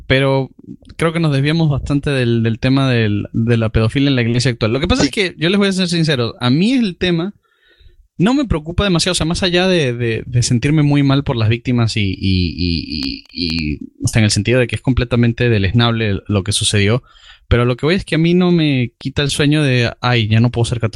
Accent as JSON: {"language": "Spanish", "country": "Spain", "said": "yo soy español"}